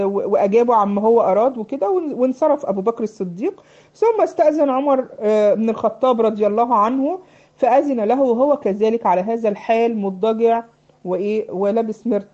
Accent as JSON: {"language": "Arabic", "country": "Egypt", "said": "عامل زي عندنا في مصر يسموه البشكير"}